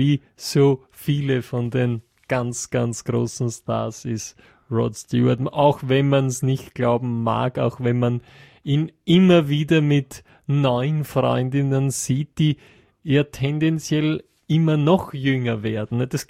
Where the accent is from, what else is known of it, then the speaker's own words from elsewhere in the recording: Netherlands; Ich komme ja aus Holland, aus Niederlanden